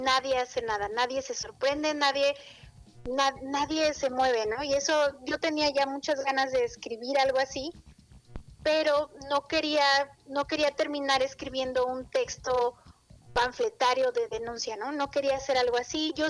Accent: Taxco, Guerrero, Mexico; una comunidad rural ahí cerca de Taxco, que es de donde yo soy originaria.

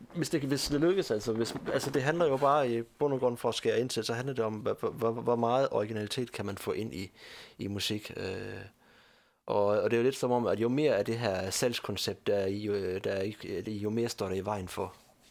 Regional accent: Region of Southern Denmark, Denmark; man sad og hørte dernede i Sønderjylland, hvor jeg kommer fra, altså.

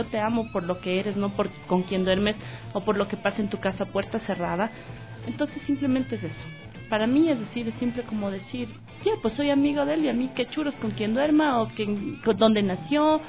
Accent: Ecuador; born there; Yo soy ecuatoriana porque mis papás me tuvieron aquí.

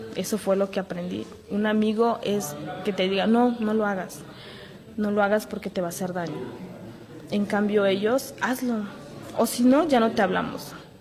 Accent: San Blas Atempa, Oaxaca, Mexico; Yo soy estudiante de computación. Además, hago radio en mi pueblo, que es San Blas Atempa.

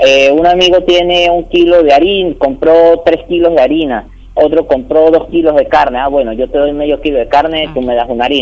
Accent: San Cristóbal, Táchira, Venezuela; Uno vive en mi ciudad natal, San Cristóbal, que eso es frontera con Colombia, uh-huh, en el estado Táchira.

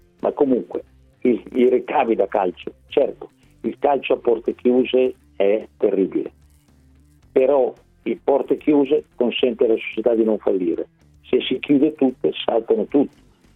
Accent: Lombardy, Italy; io sono lombardo

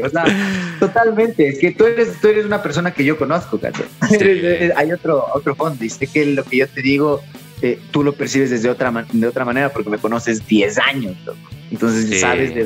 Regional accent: Ecuador; como ecuatorianos nos hemos negado un montón a colaborar entre nosotros

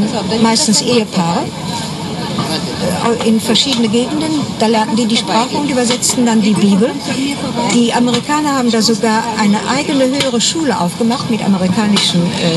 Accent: Rhineland-Palatinate, Germany; Nein, ich komme aus der Vulkaneifel.

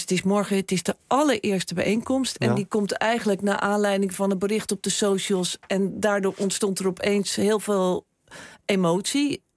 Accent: Rotterdam, South Holland, Netherlands; als kunstenaars, als Rotterdammers, als liefhebbers van het museum

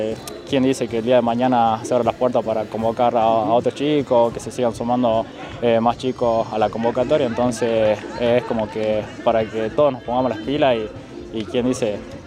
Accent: Salta, Argentina; Yo soy de Salta.

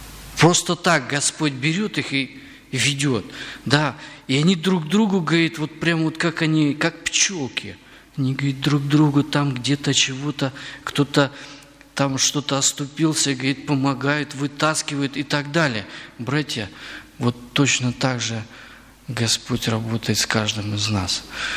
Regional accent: Bryansk Oblast, Russia; Ну, я вот немножко родом из Брянской области, я там просто прожил достаточно долгое время

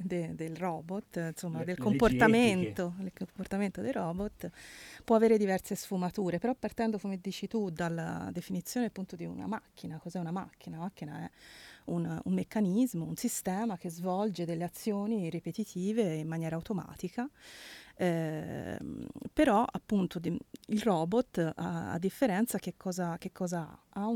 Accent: Livorno, Tuscany, Italy; come si dice dalla mia parte, sono di Livorno

